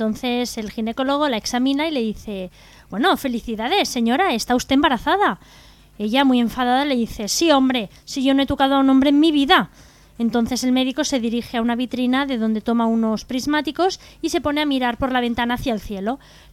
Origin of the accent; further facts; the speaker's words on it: Lepe, Andalusia, Spain; Soy de Lepe.